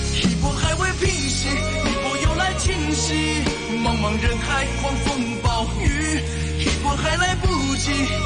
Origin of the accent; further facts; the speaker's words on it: Hong Kong; 原来我哋香港人咧对游水嗰种热爱咧，同翻工系一样嘅